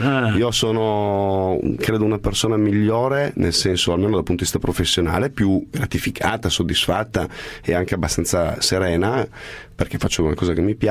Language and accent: Italian; Turin, Piedmont, Italy; E poi sono vecchio come il cucù, si dice dalle mie parti a Torino.